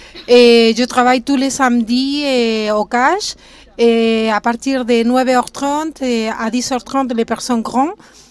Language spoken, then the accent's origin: French; Santiago, Santiago Metropolitan, Chile; French is a second language; now in Angoulême, France; Je suis chilien, de Chili, de Santiago, la capitale. Et je suis arrivée à ces 200 à Angoulême. Et en ce moment, je ne parlais rien de français. Aujourd'hui, je parle un petit peu.